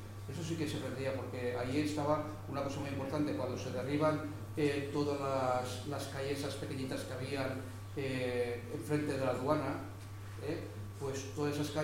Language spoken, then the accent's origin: Spanish; Valencia, Valencian Community, Spain; Nosotros como valencianos pues podemos disfrutar de su paseo